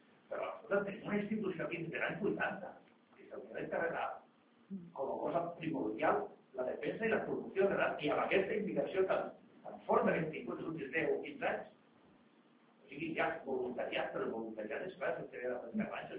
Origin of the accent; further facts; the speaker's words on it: Madrid, Community of Madrid, Spain; Catalan is a second language; jo soc castellà de renaixement, jo soc de Madrid, però bueno, fa molts anys.